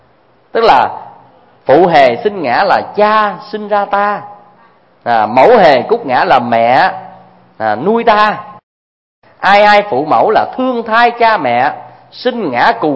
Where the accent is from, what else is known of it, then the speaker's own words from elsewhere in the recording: Tra On, Vĩnh Long, Vietnam; Hay dưới quê tôi á, ngang sông Trà Ôn nó có một cái cù lao cũng nên thơ lắm